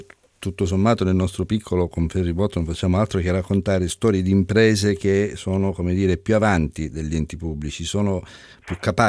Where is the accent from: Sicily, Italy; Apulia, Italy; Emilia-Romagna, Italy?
Sicily, Italy; e sono un siciliano quindi ne ho contezza